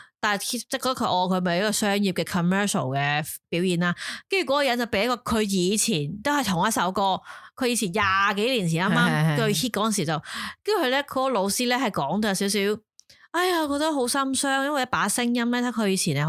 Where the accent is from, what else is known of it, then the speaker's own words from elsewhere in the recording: Taiwan; Cantonese is a second language; 我系台湾人添，